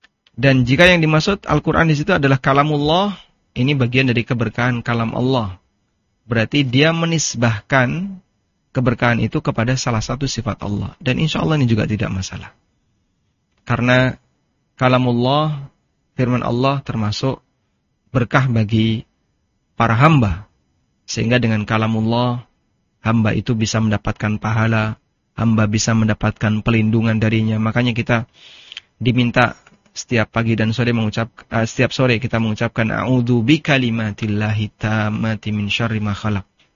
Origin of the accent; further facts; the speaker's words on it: East Java, Indonesia; Meskipun saya asli Jawa Timur.